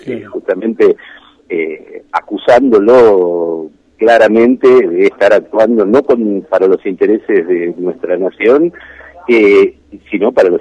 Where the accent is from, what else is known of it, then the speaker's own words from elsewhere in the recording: Argentina; lo que perdemos somos el pueblo argentino